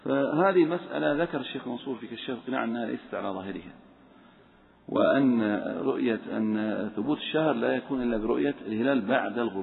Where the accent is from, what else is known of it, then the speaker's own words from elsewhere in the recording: Saudi Arabia; لأن هناك حصل عندنا في السعودية غبار